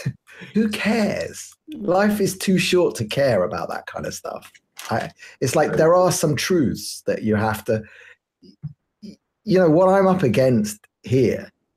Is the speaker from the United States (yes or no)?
no; London, United Kingdom; moved away as an adult; now in Israel; I live in Israel. I moved here 10 years ago. I grew up in London, moved to Israel 10 years ago because I wanted to raise little Jewish kids.